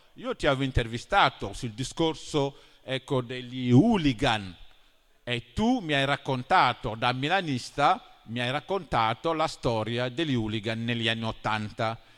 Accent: Senegal; born there; Italian is a second language; Io sono nato in Senegal, non dico in altra parte dell'Africa, in Senegal, dove io non avevo mai visto una montagna.

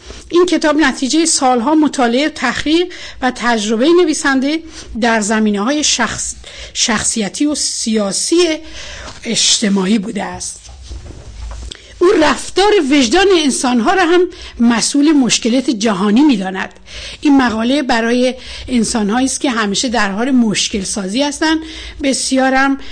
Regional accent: Mazandaran, Iran; وقتی من به شما میگم من مازندرانی هستم، این یک نسبت جغرافیایی است نه قومی.

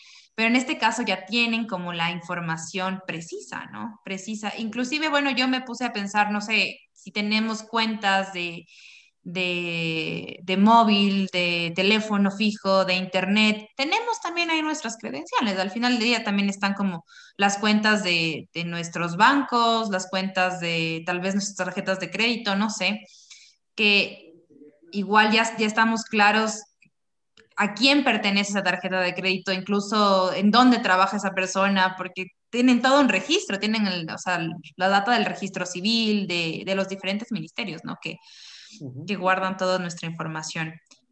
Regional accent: Ecuador; yo como ecuatoriana

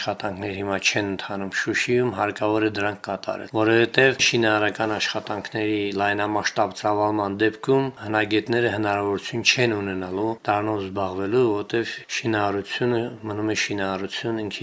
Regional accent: Shusha, Karabakh, Azerbaijan; երկրորդ պլան մղվել է պարզապես որպես շուշեցի

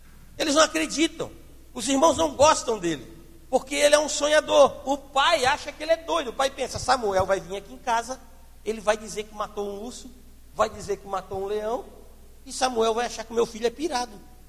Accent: Palhoça, Santa Catarina, Brazil; Quando eu era guri, gente, lá em Palhoça, eu andava com uma bolsinha dessa

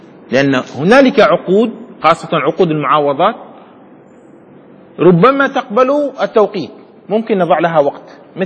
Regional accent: Yemen; يعني عندنا في اليمن على سبيل المثال نحن بجانب الصومال

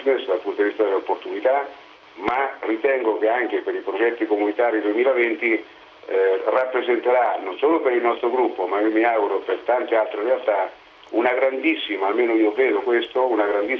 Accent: Marche, Italy; io parlo da marchigiano, da figlio di contadini, no?

